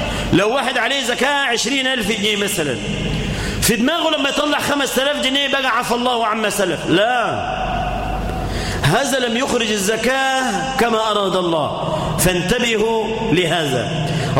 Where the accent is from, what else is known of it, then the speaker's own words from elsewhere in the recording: Egypt; اللهم اجعل بلدنا مصر آمنة مطمئنة